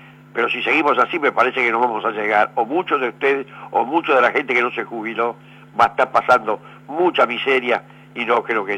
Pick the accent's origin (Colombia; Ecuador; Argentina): Argentina; Es una cosa que me indigna como argentino